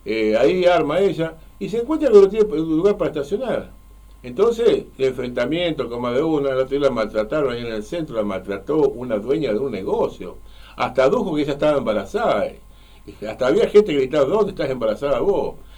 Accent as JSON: {"language": "Spanish", "region": "Santa Fe", "country": "Argentina", "said": "yo soy santafesino de origen. Pero estoy desilusionado con Santa Fe."}